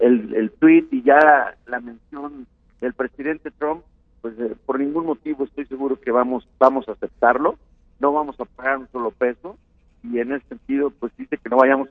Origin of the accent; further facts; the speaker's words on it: Mexico; claro que los mexicanos unidos podemos lograr lo imposible